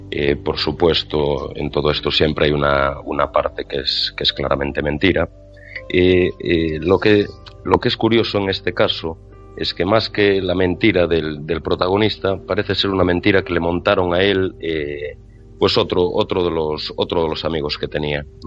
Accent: Muros, Galicia, Spain; yo soy de un pueblo que se llama Muros de San Pedro, aquí en la costa gallega, donde empezaba Costa da Morte

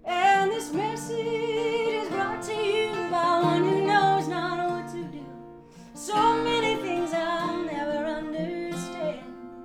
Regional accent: Lubbock, Texas, United States; Well, so I grew up in Texas, and a little town called Lubbock, Texas. Nobody ever knows Lubbock.

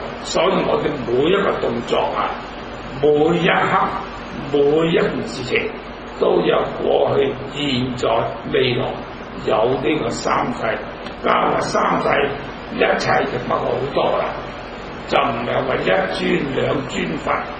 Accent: Zhongshan, Guangdong, China; 我係中山人，

